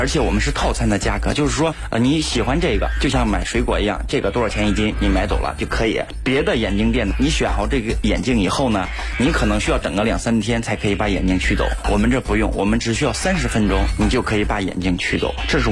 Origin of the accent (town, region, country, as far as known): Beijing, China